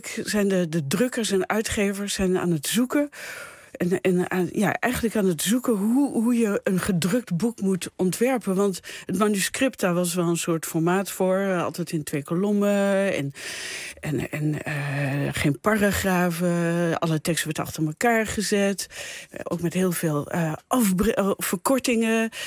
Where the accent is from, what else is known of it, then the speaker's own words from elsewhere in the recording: Netherlands; Nou, ik was eerst artist in residence in de American Academy in Rome. En dus als Nederlander in deze fantastische omgeving.